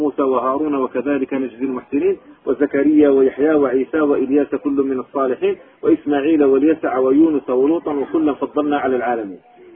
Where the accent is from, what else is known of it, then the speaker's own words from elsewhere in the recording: Algiers, Algiers Province, Algeria; كان عندنا في الجزائر العاصمة